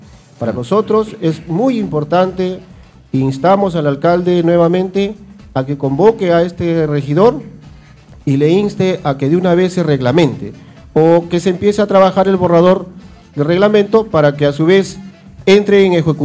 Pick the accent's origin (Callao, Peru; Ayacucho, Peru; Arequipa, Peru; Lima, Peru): Callao, Peru; Pachacútec; al menos de donde yo vengo, de Pachacútec